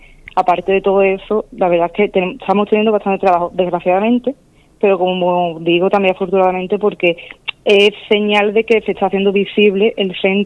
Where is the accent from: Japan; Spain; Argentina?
Spain; Las Cabezas de San Juan, Andalusia; yo de las cabezas